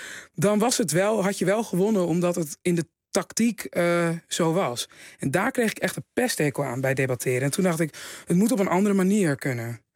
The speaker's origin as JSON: {"language": "Dutch", "town": "Haarlem", "region": "North Holland", "country": "Netherlands", "said": "Want ja, ik kom uit Haarlem, jongens."}